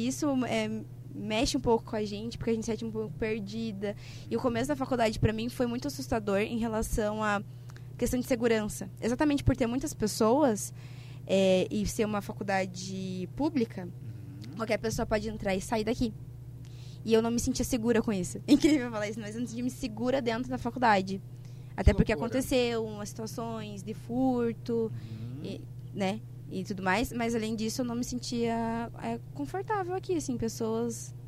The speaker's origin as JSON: {"language": "Portuguese", "town": "Curitiba", "region": "Paraná", "country": "Brazil", "said": "Então, eu sou de Curitiba mesmo, então eu tô cursando na faculdade da mesma cidade que eu."}